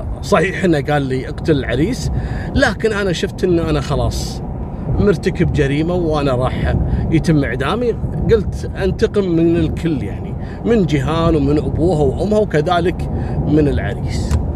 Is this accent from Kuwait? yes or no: yes; Kuwait; نفس القصة حصلت عندنا في الكويت